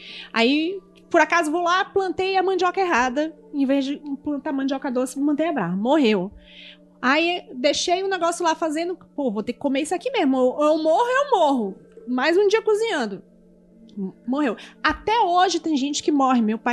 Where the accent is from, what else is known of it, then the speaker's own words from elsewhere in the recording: Manaus, Amazonas, Brazil; você não sabe, mas eu sou de Manaus.